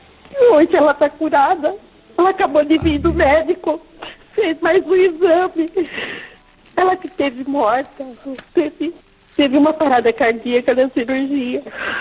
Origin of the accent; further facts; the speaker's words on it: Limeira, São Paulo, Brazil; eu sou de Limeira.